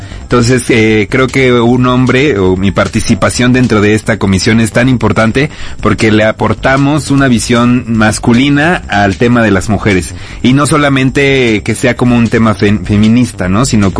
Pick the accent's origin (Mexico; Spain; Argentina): Mexico; Veracruz; además yo soy originario de Veracruz